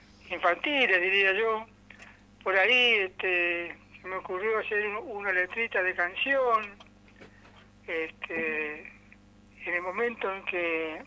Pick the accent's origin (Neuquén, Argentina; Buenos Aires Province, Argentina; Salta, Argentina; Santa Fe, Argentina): Neuquén, Argentina; Tilhue; born there; now in Centenario, Argentina; Ahora yo vivo en Centenario, siempre vivo en Centenario, digamos, porque yo creo que solamente nací en Tilhue, un paraje que ahora me parece que ni nombre tiene